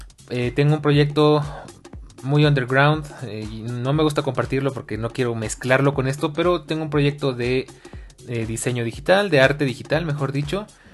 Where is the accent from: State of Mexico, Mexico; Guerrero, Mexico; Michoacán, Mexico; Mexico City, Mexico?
Mexico City, Mexico; Soy oriundo de la Ciudad de México, oriundo qué palabra tan rara. Vivo en la Ciudad de México, más fácil.